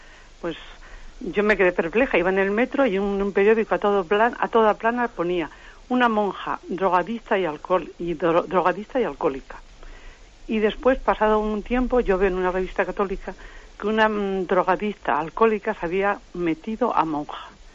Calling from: Madrid, Community of Madrid, Spain; de Madrid.

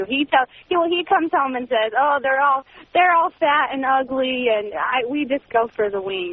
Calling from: Phoenix, Arizona, United States; I'm calling from Phoenix, and I'm 23, and I'm married

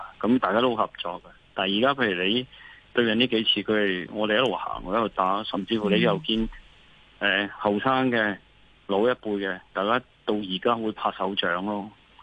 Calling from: Hong Kong; 我哋香港人都唔 expect 你去 say sorry 噶啦。

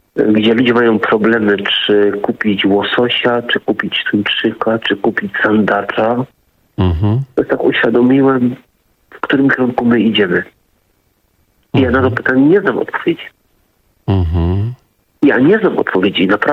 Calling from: Silesian Voivodeship, Poland; bo jestem ze Śląska, dzwonię

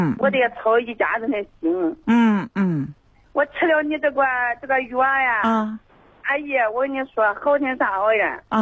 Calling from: Nanyang, Henan, China; 我是南阳市的。

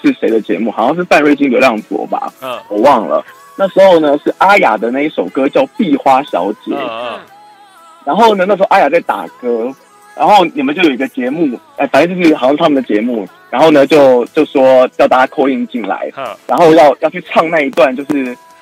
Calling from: Taipei, Taiwan; 我是台北的。

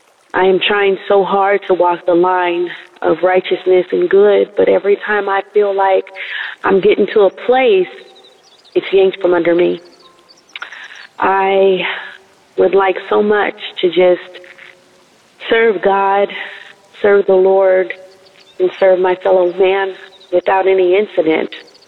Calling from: California, United States; I'm calling from California.

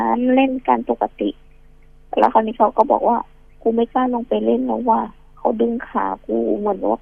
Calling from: Bang Khae, Bangkok, Thailand

